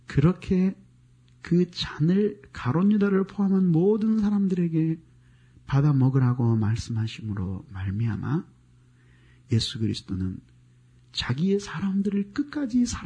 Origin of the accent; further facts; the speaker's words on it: Gangwon, South Korea; now in Seoul, South Korea; 나 서울에서 태어나서 경기도는 본적이고 강원도에서 자랐어요. 근데 서울로 다시 왔어요.